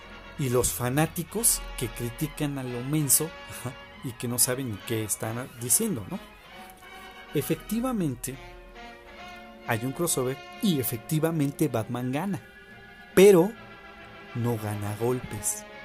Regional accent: Mexico; Sí, Daniel, somos de México.

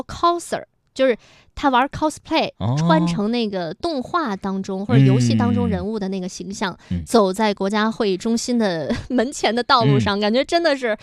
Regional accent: Shijiazhuang, Hebei, China; now in Beijing, China; 因为从北京开往石家庄，我老家的车都是从西站发车。

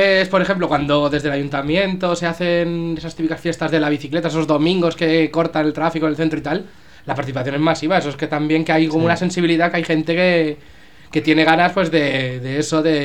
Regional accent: Pinto, Community of Madrid, Spain; voy a comentar de cómo es el carril bici de mi pueblo, de Pinto

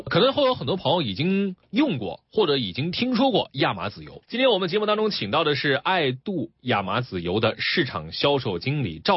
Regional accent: China; 就是现在我们中国人随着这个我们兜里边钱越来越多哈

